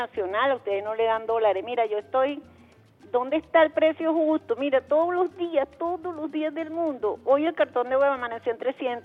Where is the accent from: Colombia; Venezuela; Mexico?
Venezuela; born there; yo nací en Venezuela, tengo 64 años